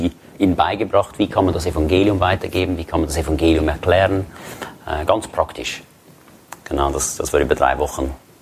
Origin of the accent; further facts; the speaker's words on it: Switzerland; Ich bin aus der Schweiz, das hört ihr.